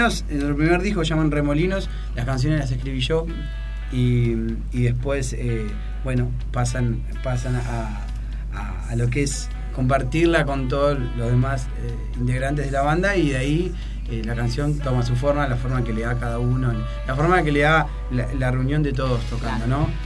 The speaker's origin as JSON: {"language": "Spanish", "town": "Berazategui", "region": "Buenos Aires Province", "country": "Argentina", "said": "Y nosotros somos de Berazategui, o sea..."}